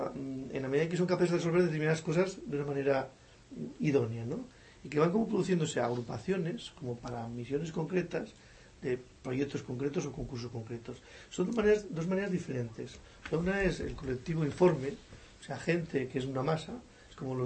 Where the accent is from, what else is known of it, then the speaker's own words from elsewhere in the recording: Catalonia, Spain; Es bonito, porque además somos en catalanes, somos, ¿no?